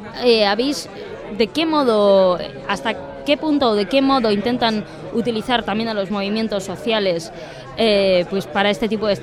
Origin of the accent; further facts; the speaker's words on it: Bilbao, Basque Country, Spain; somos de Bilbao y en realidad Bilbao en estos momentos está como empezando a vivir muy los inicios